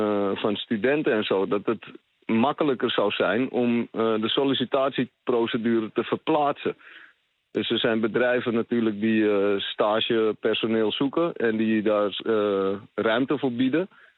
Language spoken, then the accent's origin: Dutch; Netherlands; Ik ben zelf een Nederlander. En half Surinaams, maar gewoon Nederlands paspoort, Nederlandse achternaam.